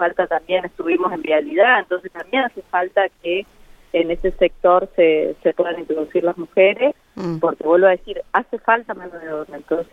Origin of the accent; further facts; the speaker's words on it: San Luis, Argentina; San Luis también, que es de donde vengo.